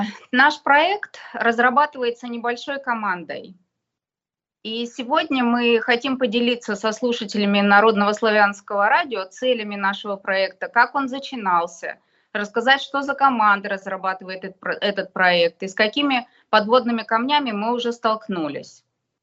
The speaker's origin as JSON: {"language": "Russian", "town": "Novosibirsk", "region": "Novosibirsk Oblast", "country": "Russia", "tie": "born or raised there", "said": "мой родной город – это Новосибирск."}